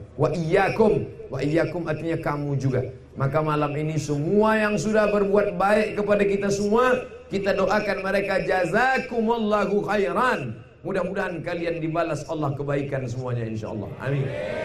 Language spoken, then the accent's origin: Indonesian; Langgam, Riau, Indonesia; Begitu adat istiadat kami orang Langgam Kabupaten Pelalawan